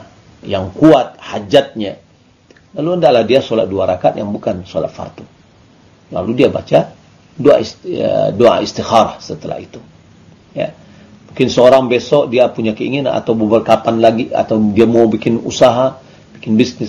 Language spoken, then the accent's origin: Indonesian; Dharmasraya, West Sumatra, Indonesia; berasal dari Damasraya.